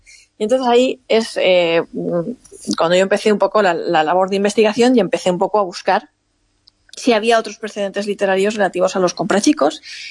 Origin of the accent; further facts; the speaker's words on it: Monforte del Cid, Valencian Community, Spain; resulta que yo soy de un pueblo que se llama Monforte de Cid, y que al lado de mi pueblo, a 3 kilómetros de mi pueblo, hay un pueblecito también que se llama Novelda.